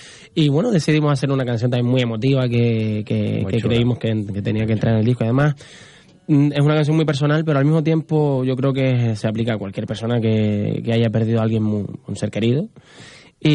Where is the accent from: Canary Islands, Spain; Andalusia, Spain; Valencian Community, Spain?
Canary Islands, Spain; Somos canarios y al mismo tiempo lo particular se hace universal cuando la gente lo valora.